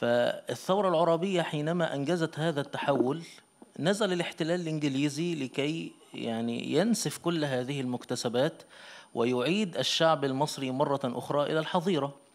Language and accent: Arabic; Egypt; وحدث عندنا في مصر مساخر كثيرة